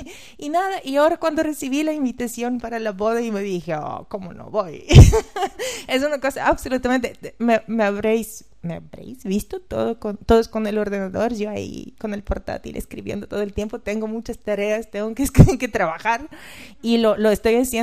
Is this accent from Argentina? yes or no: no; Bulgaria; Spanish is a second language; now in Tenerife, Spain; como hay una costumbre en Bulgaria, en mi país